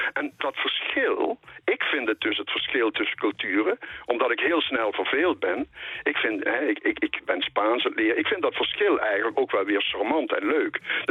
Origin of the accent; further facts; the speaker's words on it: Eijsden, Limburg, Netherlands; born there; ik ben dus een halve Belg, want ik ben in IJsden geboren. En als ik mijn voet over de spoorlijn zet, zat ik in België.